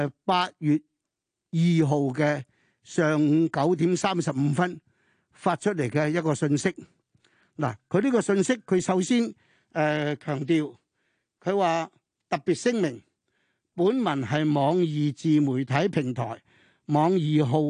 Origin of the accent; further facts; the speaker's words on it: China; 我们作为中国人，我们要小心所有这些东西，而那个矛头是指向我们的祖国